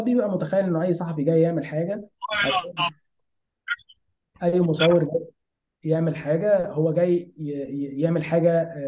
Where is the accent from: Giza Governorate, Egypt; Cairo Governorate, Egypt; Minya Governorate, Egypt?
Minya Governorate, Egypt; Minya; انا اصلا من المنيا ومع ذلك انا زرتها كذا مرة وانا صغير